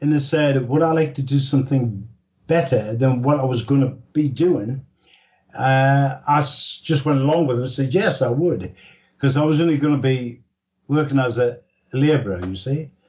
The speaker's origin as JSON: {"language": "English", "town": "Newcastle", "region": "North East England", "country": "United Kingdom", "tie": "born or raised there", "said": "I was born in Newcastle in 1938. That was two years just before the Second World War."}